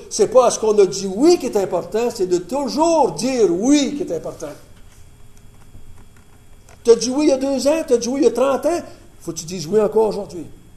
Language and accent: French; Quebec, Canada; quand je parle en tant que Québécois, j'ai été élevé comme catholique, comme la plupart d'entre vous. Là, 50 ans, quand je suis venu au monde, un peu plus que 50 ans maintenant